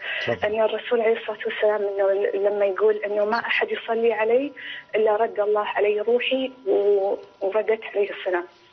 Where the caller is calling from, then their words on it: Dammam, Eastern Province, Saudi Arabia; لو سمحت، أنا من الدمام.